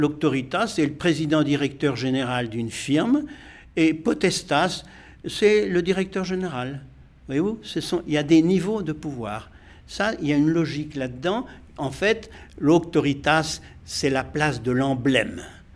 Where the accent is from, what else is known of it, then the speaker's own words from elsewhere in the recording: Normandy, France; ce que j'avais vécu moi dans mon enfance dans la Normandie du Cotentin, une Normandie très catholique, très ritualiste